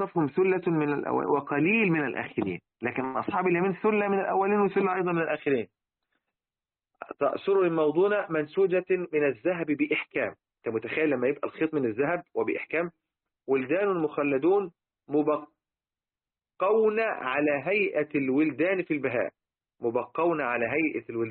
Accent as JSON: {"language": "Arabic", "country": "Egypt", "said": "لذلك احنا حتى عندنا في مصر"}